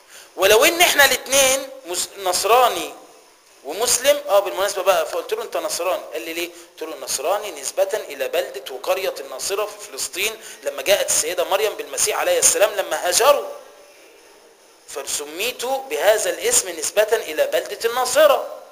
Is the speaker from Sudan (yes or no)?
no; Egypt; يبقى أنت يا حبيبي مصري وأنا مصري، يبقى احنا الاتنين أقباط